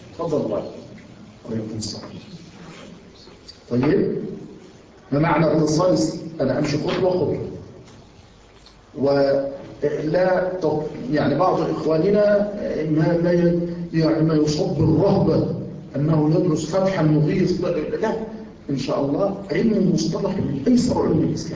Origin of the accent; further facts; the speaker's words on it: Yemen; عندنا في اليمن، وما زلت أقولها،